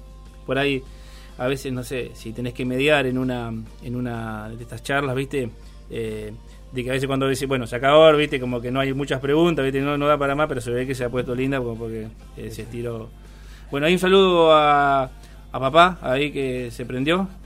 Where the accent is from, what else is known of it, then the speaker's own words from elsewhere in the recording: Buenos Aires, Argentina; born there; soy porteño, pero soy argentino, sería porteño porque nací en Buenos Aires, no porque en la provincia de Buenos Aires, no porque haya nacido en capital.